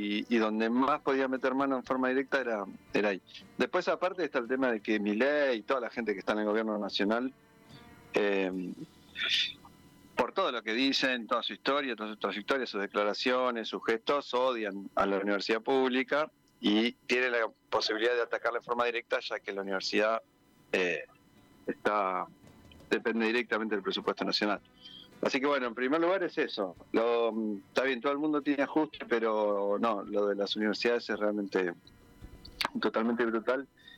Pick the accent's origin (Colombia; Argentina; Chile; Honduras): Argentina; Neuquén; moved away as an adult; now in Buenos Aires, Argentina; yo soy de Neuquén, me vine en el 94 a estudiar a Buenos Aires, a lo de mi abuela y en Partido de San Martín